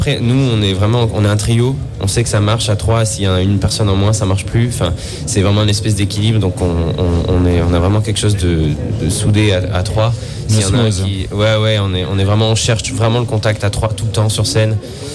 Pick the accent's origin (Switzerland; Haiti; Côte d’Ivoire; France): France; Nouvelle-Aquitaine; qui a un rapport avec ce qu'on vit au quotidien chez nous en Corrèze, quoi.